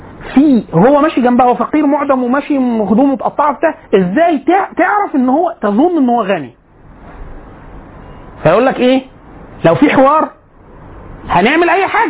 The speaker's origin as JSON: {"language": "Arabic", "country": "Egypt", "said": "احنا كمصريين بنفهم ان ده ايه"}